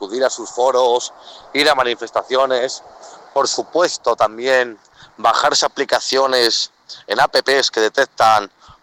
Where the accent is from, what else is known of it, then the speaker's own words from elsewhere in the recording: Spain; yo vengo del Estado español, actualmente vivo en Madrid.